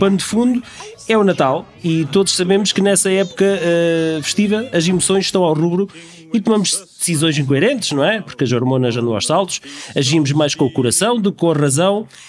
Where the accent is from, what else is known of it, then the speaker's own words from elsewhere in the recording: Torres Vedras, Lisbon, Portugal; Sou de Torres Vedras.